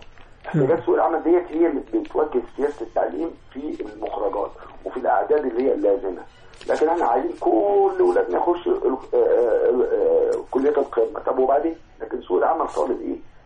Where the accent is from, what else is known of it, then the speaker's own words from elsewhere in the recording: Egypt; هي المشكله عندنا في مصر في المؤهلات